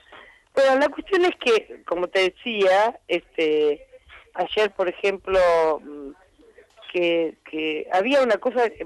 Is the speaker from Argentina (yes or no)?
yes; Buenos Aires, Argentina; los porteños, porque yo soy porteña en tercera generación, los porteños integramos